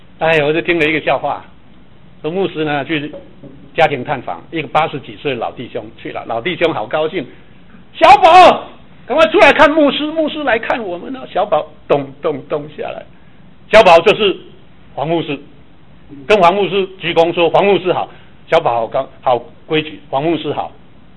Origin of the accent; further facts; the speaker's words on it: Taiwan; 我是从台湾来的，会不会讲闽南话？